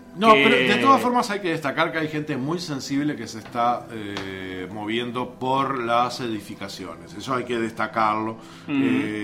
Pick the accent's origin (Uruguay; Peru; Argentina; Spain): Uruguay; Todo eso que nos dolió, uh-huh, como uruguayos, el no tener la aerolínea de bandera.